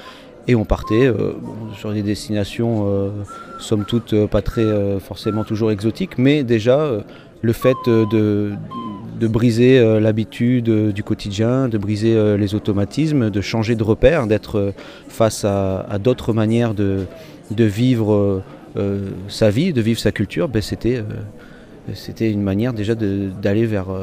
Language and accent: French; Dunkirk, Hauts-de-France, France; Je viens de Dunkerque, à l'extrémité de notre hexagone. J'ai grandi là-bas, sur la côte de la mer du Nord, face à l'horizon, aux embruns, etc.